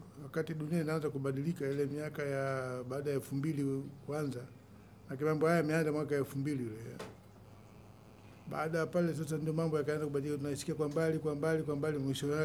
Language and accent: Swahili; Masasi, Mtwara, Tanzania; born there; ni mzaliwa wa wilaya Masasi, kwa ni Mtwara.